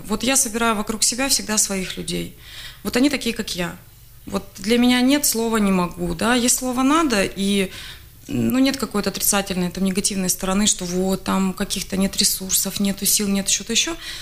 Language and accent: Russian; Ukraine; Я же с Украины.